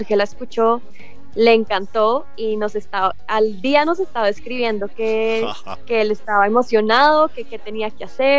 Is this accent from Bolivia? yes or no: no; Colombia; now in Los Angeles, United States; Los dos somos colombianos